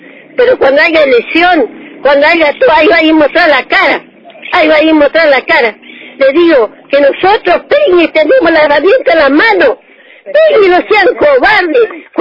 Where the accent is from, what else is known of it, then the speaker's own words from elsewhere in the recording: Argentina; y soy bien argentina.